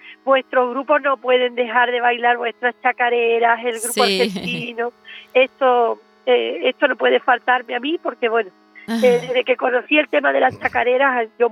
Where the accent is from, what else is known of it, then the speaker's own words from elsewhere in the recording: Spain; porque en este caso yo soy española